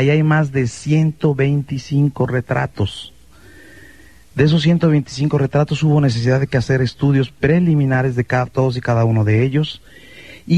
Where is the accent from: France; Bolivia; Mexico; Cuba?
Mexico; Mexico City; Yo nací en el Distrito Federal. Nací, crecí y me eduqué la primera parte de mi vida en el Distrito Federal. Soy hijo de una familia chiapaneca. Mi padre era de San Cristóbal Las Casas, mi madre era de Pichucalco.